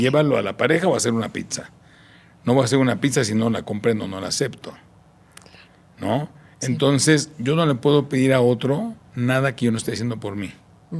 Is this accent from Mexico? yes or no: yes; Tijuana, Baja California, Mexico; Yo crecí en Tijuana, ¿no?